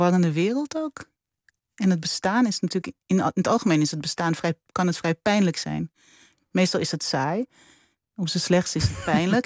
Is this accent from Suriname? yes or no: yes; Suriname; born there; mijn loyaliteit aan mijn familie en aan mijn geboorteland